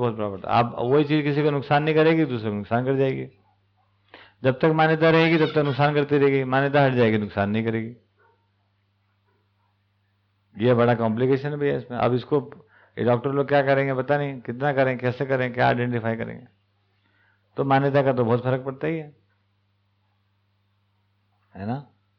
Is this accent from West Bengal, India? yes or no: no; Indore, Madhya Pradesh, India; हमारे इंदौर में सबसे ज़्यादा एलर्जी अगर इंदौर वालों किसी से होगी